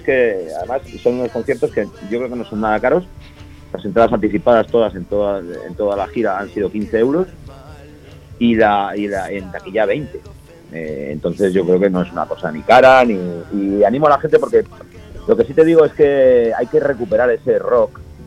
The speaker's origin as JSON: {"language": "Spanish", "region": "Asturias", "country": "Spain", "said": "porque nosotros somos los asturianos"}